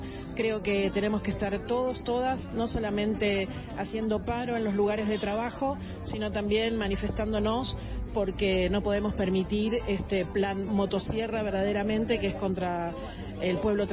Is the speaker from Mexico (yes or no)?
no; Buenos Aires, Argentina; soy de La Boca y estoy acá con la asamblea de mis vecinas y mis vecinos